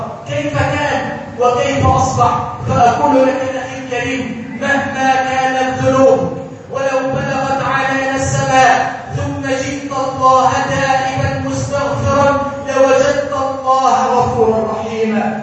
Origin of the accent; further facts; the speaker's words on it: Egypt; اللهم انصر بلادنا مصر الأمن والأمان